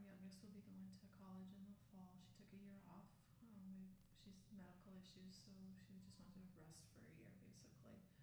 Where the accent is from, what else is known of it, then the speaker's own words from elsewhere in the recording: Minot, North Dakota, United States; also born or lived in Watford City; I grew up in Mayan, North Dakota. I was born in Wofford City, but raised in Minot.